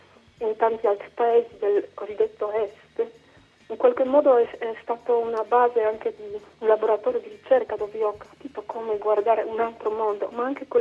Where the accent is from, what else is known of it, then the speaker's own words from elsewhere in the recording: Poland; Italian is a second language; questo lavoro che parte dal mio paese, la Polonia